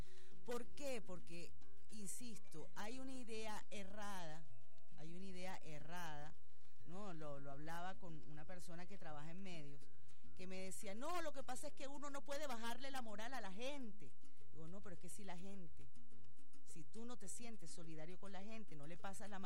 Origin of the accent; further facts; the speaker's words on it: Venezuela; lo digo como venezolana